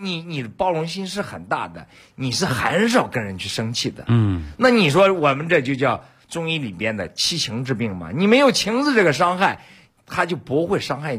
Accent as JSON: {"language": "Chinese", "region": "Beijing", "country": "China", "said": "在这里我要夸一下我们北京人"}